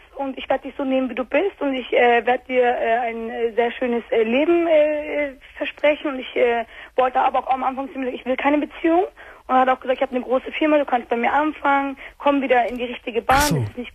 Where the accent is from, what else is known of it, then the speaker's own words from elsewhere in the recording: Turkey; ich bin auch Türkin.